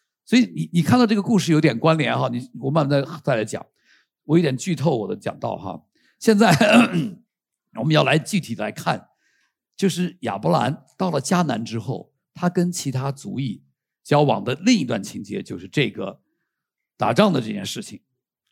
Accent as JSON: {"language": "Chinese", "country": "Taiwan", "also_born_or_lived": "United States", "said": "我在美国的时候我是外国人，然后到这里我突然可以报复他们，他们都是外国人，我们是台湾人。"}